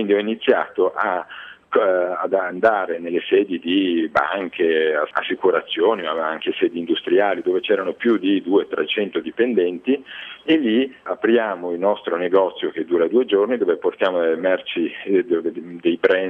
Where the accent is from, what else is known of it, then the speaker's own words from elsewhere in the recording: Milan, Lombardy, Italy; Io sono un milanese che a 23 anni ha iniziato a fare l'imprenditore